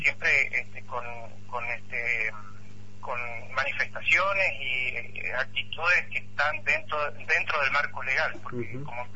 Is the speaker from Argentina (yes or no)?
yes; Mendoza, Argentina; acá en General Alvear, específicamente, para que se ubiquen, nosotros estamos a 330 kilómetros de la ciudad capital, al sur, o sea que nosotros somos los mendocinos más vecinos de ustedes.